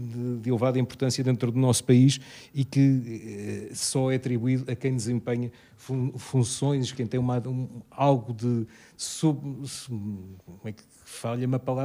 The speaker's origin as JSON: {"language": "Portuguese", "region": "Lisbon", "country": "Portugal", "tie": "born or raised there", "said": "E eu, como alfacinha de gema, portanto, acho que é extraordinário"}